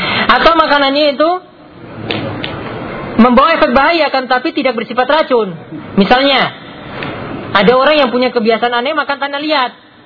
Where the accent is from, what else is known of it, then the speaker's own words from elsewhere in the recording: Special Region of Yogyakarta, Indonesia; Ya, di daerah saya juga di Gunung Kidul itu ada warung yang bahkan sudah masuk TV juga ya, karena laris dengan makanan dari kelelawar tadi.